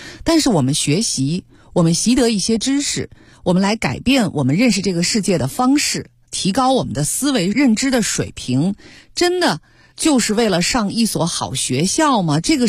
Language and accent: Chinese; Beijing, China; 我想我一个从小在北京出生长大的一个孩子啊，小的时候就是个北京孩子，